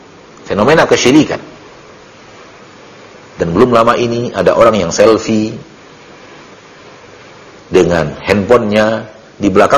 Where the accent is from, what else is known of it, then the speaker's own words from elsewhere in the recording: South Sulawesi, Indonesia; berasal dari Sulawesi Selatan. Di Bugis, Masya Allah, warga Bugis